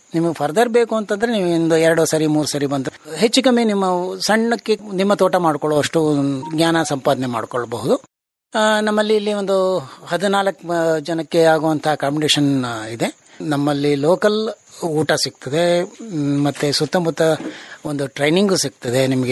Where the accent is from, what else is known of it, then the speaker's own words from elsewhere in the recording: Kotekere, Karnataka, India; ನಮ್ಮ ಊರು ಕೋಟೆಕೆರೆ ಅಂತನ್ಬಿಟ್ಟು ಗ್ರಾಮ, ಬೇಗೂರು ಹತ್ರ ಇದೆ, ಗುಂಡ್ಲುಪೇಟೆ ತಾಲೂಕಿನಲ್ಲಿ.